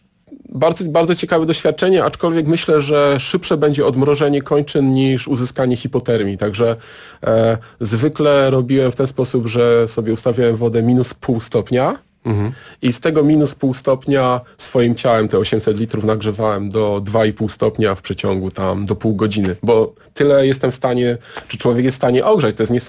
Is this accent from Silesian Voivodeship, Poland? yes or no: yes; Siemianowice Śląskie, Silesian Voivodeship, Poland; Akurat w Siemianowicach Śląskich, skąd pochodzę, są zakłady mięsne